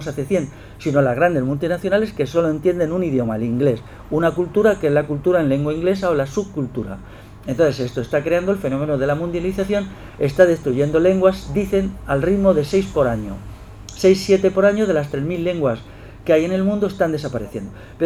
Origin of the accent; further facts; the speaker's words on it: Spain; Yo, como castellano, entiendo que mi lengua materna quizá desaparecerá a finales de este siglo o quedará como una lengua secundaria.